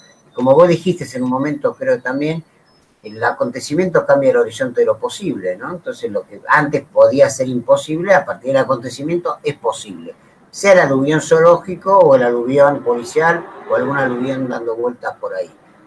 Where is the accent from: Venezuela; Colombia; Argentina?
Argentina; nosotros, como somos argentinos y humanos